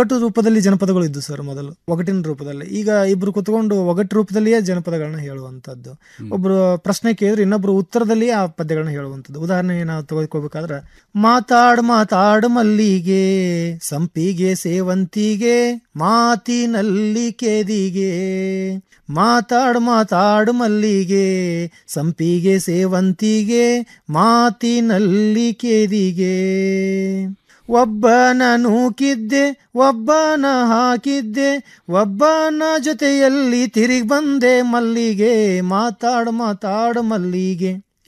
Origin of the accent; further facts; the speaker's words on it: Savadi, Karnataka, India; ಈ ನಮ್ಮೂರು ಮೂಲತಃ ಗದಗ ಜಿಲ್ಲೆ ಇರುವಂತಹ ಅಲ್ಲಿ ಸವಡಿ ಆಗಿರೋದ್ರಿಂದ